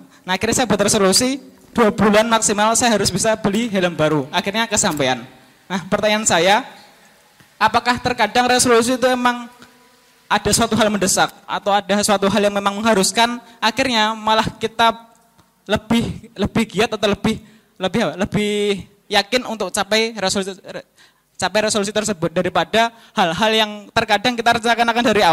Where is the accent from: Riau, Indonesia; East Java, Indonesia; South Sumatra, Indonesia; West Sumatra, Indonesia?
East Java, Indonesia; Madiun; asalnya dari Madiun.